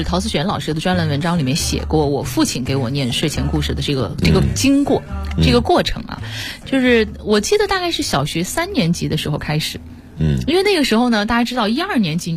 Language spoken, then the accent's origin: Chinese; Wuhan, Hubei, China; 因为大家都知道我是武汉人，武汉有一个在我们那个时候80、90后都知道的一个很厉害的作文比赛